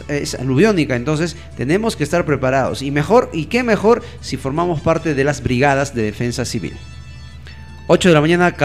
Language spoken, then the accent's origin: Spanish; Carhuaz, Ancash, Peru; en la ciudad de Caruaz, de donde yo soy